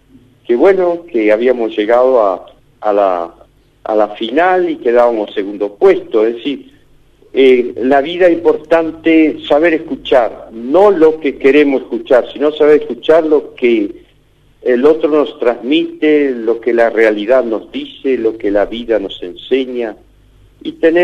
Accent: Argentina; nos hizo descubrir que somos un pueblo, somos Argentina

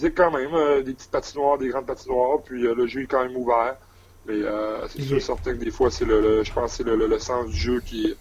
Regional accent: Quebec, Canada; accent: Lac Saint-Jean; Non, j'ai encore mon accent.

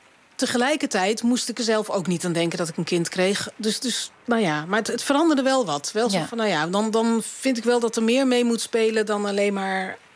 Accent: Dordrecht, South Holland, Netherlands; born there; Ik studeerde in die tijd in Utrecht. En we zijn in de auto gestapt en zijn naar Dordrecht gegaan, waar ik geboren ben.

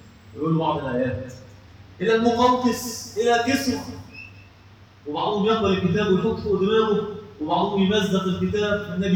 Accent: Egypt; إخواننا إحنا مصريين

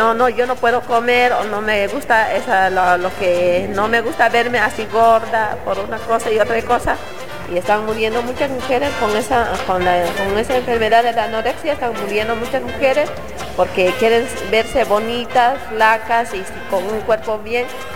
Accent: Buenos Aires, Argentina; yo vengo de allá de Buenos Aires, de Lugano

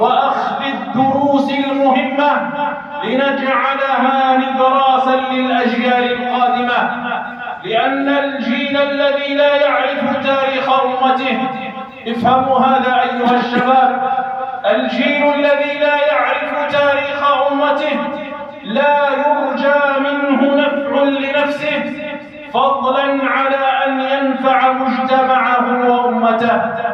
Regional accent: Algeria; لتبقى بلادنا الجزائر بلاداً إسلامية

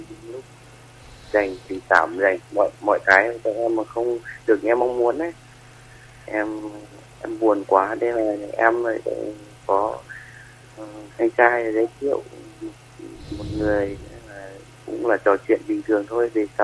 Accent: Mộc Châu, Sơn La, Vietnam; now in Vĩnh Phúc, Vietnam; Em thì quê em thì ở Mộc Châu Sơn La đây.

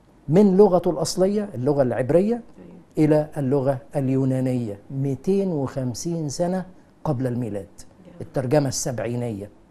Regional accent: Egypt; يعني احنا عندنا في مصر في لغة صعيدي ولغة بحري

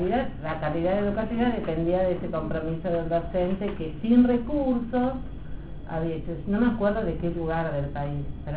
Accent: Córdoba, Argentina; Yo vengo de Córdoba, y yo me acuerdo que en Córdoba cualquier cosa que vos necesitabas hacer era pagar un peso, cinco pesos, dos pesos

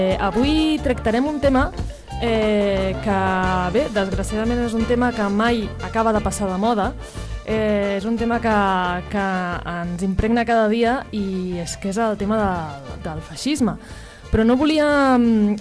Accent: Manresa, Catalonia, Spain; tant les que som de Manresa com les que estem escoltant el programa des de fora.

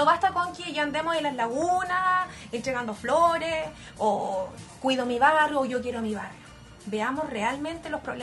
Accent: Concepción, Biobío, Chile; yo soy penquista y tenemos que proteger nuestro medio ambiente, nuestro patrimonio natural

